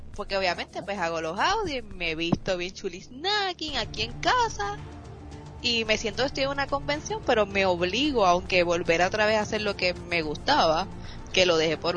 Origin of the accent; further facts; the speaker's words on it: Bayamón, Puerto Rico; also born or lived in Guaynabo; yo me crié, bueno, puede decir que soy de Bayamón y Guaynabo.